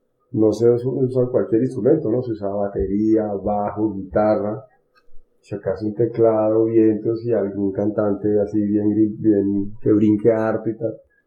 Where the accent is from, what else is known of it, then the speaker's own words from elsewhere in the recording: Bogotá, Colombia; Bueno, pues yo soy músico aquí de Bogotá. Nací y vivo acá en Bogotá desde pues, toda mi vida.